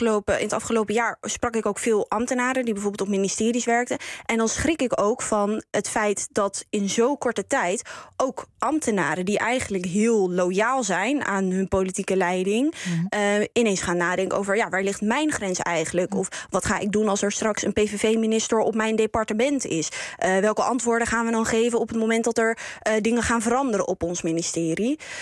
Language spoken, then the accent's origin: Dutch; Nijkerk, Gelderland, Netherlands; Ik ben zelf opgegroeid in Nijkerk.